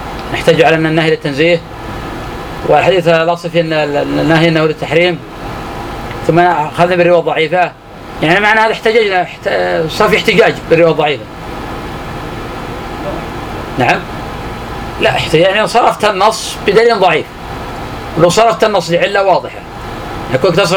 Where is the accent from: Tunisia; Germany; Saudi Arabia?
Saudi Arabia; Najd; كان عندنا في نجد يسمونه كنيف البرج،